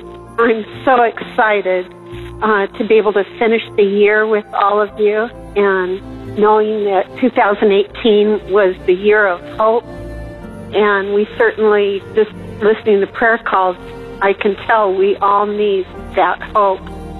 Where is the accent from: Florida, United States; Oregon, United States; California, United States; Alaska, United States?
California, United States; Hemet; I'm from Hemet, California.